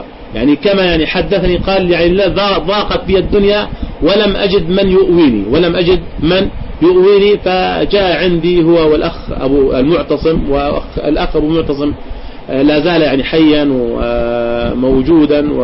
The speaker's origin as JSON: {"language": "Arabic", "country": "Jordan", "said": "حصلت عندنا في الأردن تفجيرات"}